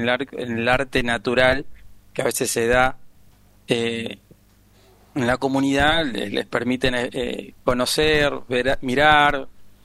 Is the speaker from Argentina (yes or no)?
yes; Argentina; somos argentinos, pero por lo menos en Tucumán, que ahí llegaron mucho los árabes, hay mucha danza árabe